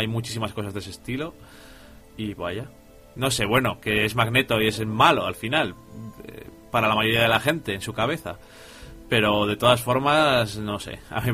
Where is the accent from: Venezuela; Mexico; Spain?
Spain; No, pero yo soy español.